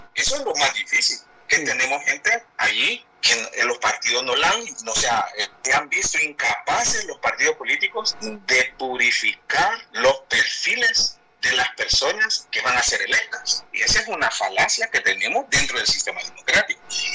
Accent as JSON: {"language": "Spanish", "country": "Honduras", "said": "Pero para decir que el pueblo hondureño, nosotros como sociedad hondureña, pues yo le veo que somos una sociedad trabajadora y luchadora."}